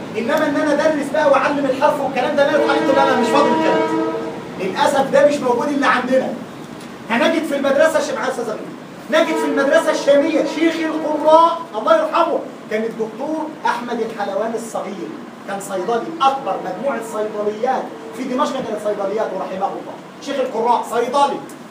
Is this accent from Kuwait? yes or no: no; Egypt; وضحت ان الشيخ عندنا في مصر مهزقه